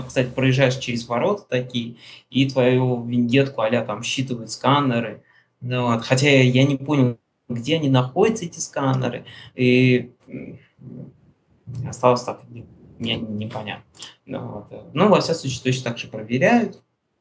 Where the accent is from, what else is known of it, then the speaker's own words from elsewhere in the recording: Russia; я говорю, товарищ, я говорю, я из России.